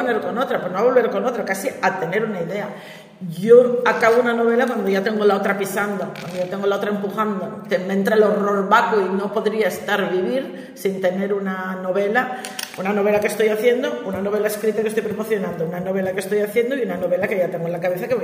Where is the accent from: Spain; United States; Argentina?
Spain; Gijón, Asturias; para los que somos de Gijón